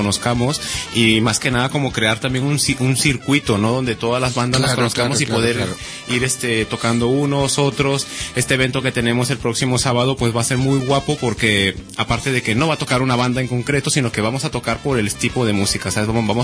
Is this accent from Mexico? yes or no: yes; Mexico; now in Barcelona, Spain; Soy de México, sí, yo he venido aquí a Barcelona desde el 2007.